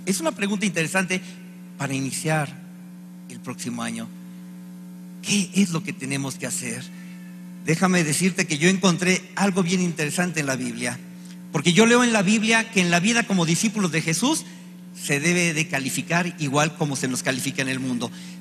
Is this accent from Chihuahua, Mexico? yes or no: yes; Chihuahua, Mexico; born there; y yo nací en Chihuahua. Mi mamá es de Zacatecas y mi papá es de Querétaro.